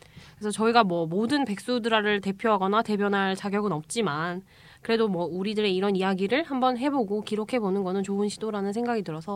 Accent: South Gyeongsang, South Korea; 저희 경상남도 출신이라가지고 어쨌든 거기 칠서라고 있어요

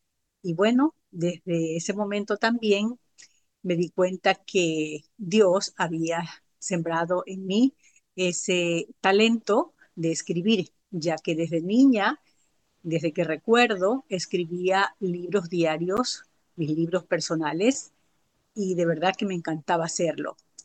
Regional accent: Ecuador; soy oriunda de Ecuador. Por estos días estoy de viaje en la Florida visitando a mi hijo y a su familia.

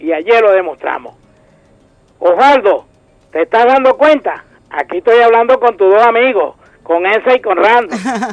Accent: Venezuela; mi pueblo venezolano

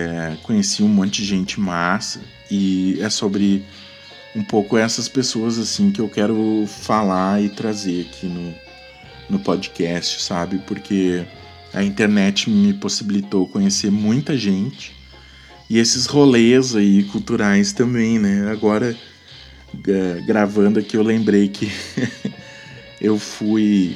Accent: Cachoeira, Rio Grande do Sul, Brazil; moved away; Aí eu fui morar em Porto Alegre, né? Saí de Cachoeira.

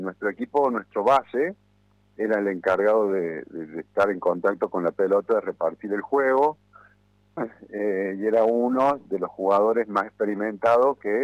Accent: Córdoba, Argentina; Y soy cordobés, bueno, aviso por la duda.

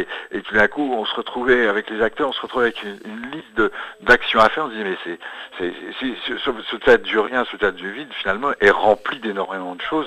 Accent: Grand Est, France; Moi, je viens de Lorraine, alors là-bas, on est servi, on en a quelques-unes.

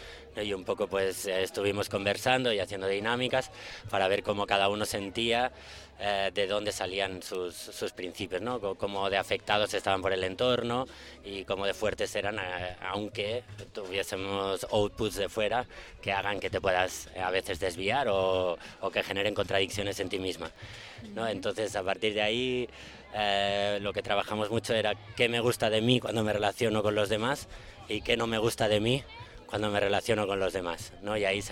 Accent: Barcelona, Catalonia, Spain; Pues venimos de Barcelona y llevamos ahora 2 semanitas en Medellín.

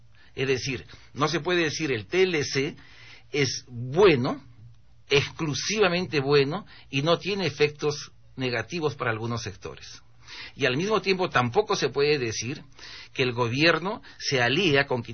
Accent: Peru; Yo soy un ciudadano peruano.

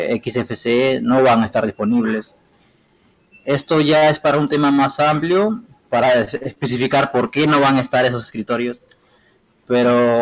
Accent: Peru; yo soy de Perú. Aquí son exactamente la 1:00 p.m. con 8 minutos, y bueno, desde acá, desde Perú

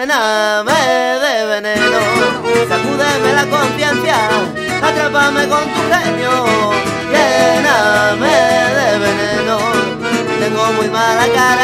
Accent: Catalonia, Spain; nosotros venimos de Cataluña, que es la cuna de la rumba catalana.

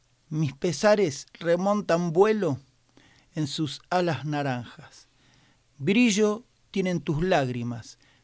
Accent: Armstrong, Santa Fe, Argentina; vez lo estaba presentando en mi pueblo, en Armstrong

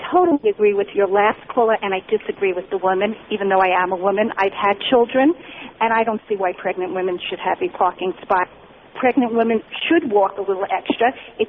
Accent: New York, United States; especially in New York, I'm from New York and I visit there frequently

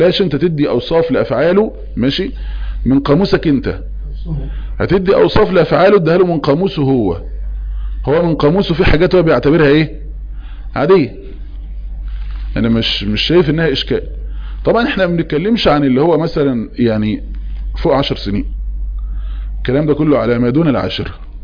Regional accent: Egypt; احنا كمصريين نسميه ايه فهلوة

